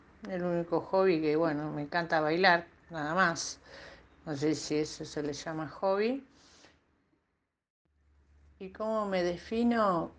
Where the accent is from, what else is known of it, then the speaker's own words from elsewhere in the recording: La Pampa, Argentina; now in Buenos Aires, Argentina; Nací en Buenos Aires y de bebé, creo que tenía 9 meses, no me acuerdo bien, un año, me fui a vivir a La Pampa. Viví ahí con mis padres, en el medio del campo. Me crié feliz hasta los 6 años.